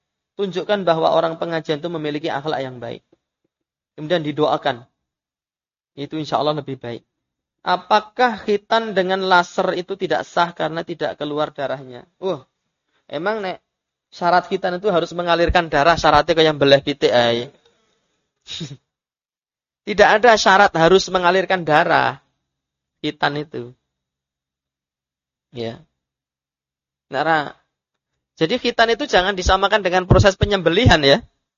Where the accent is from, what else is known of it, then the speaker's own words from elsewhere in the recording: Bayat, Central Java, Indonesia; Karena saya kan orang Selatan kan gitu. Rumah saya kan Bayat, dekat dengan Gunung Kidul.